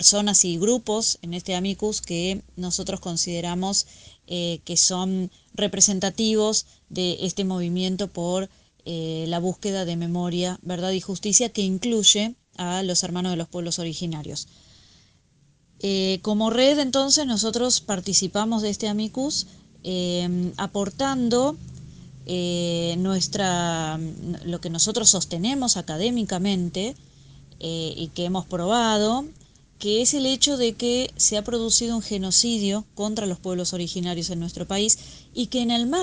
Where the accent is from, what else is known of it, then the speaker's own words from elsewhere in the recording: Argentina; nosotros como sociedad argentina